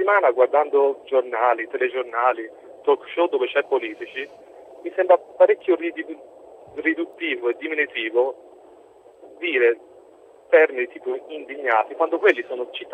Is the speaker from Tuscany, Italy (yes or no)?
yes; Florence, Tuscany, Italy; bisogna sempre acchioppargli, come si dice dalle mie parti a Firenze, un nomignolo.